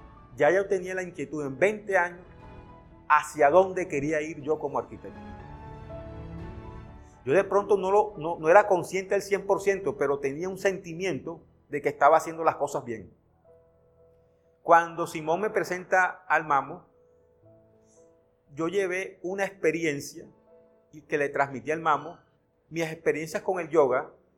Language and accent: Spanish; Santa Marta, Magdalena, Colombia; yo soy de Santa Marta, de un barrio hermoso que se llama Pescadito. Ahí nací. Aprendí dos cosas de mi ciudad. A vivir el mar intensamente porque Pescadito está muy cerca al mar.